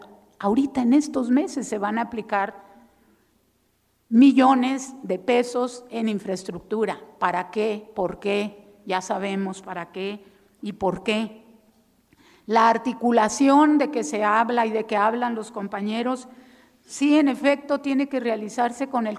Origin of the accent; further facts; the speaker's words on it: Chihuahua, Mexico; No hay que dejar solos a los rarámuris, los de mi tierra.